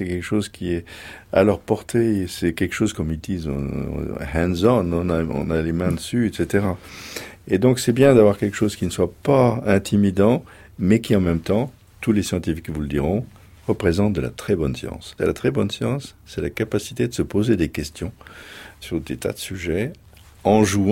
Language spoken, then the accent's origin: French; Anould, Grand Est, France; born there; Je suis né dans les Vosges, Mon père est né dans les Vosges, mon grand-père est né dans les Vosges, dans un petit village, tous les trois.